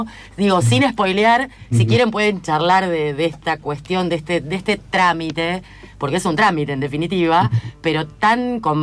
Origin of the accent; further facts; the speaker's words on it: Madrid, Community of Madrid, Spain; Sí, claro, de Madrid.